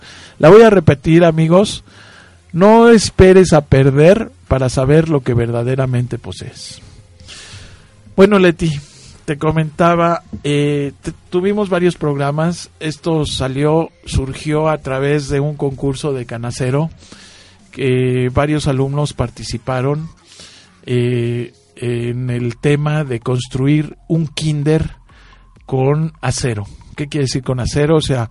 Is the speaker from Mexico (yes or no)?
yes; Mexico; Así que como mexicanos, pues qué orgullo, ¿no?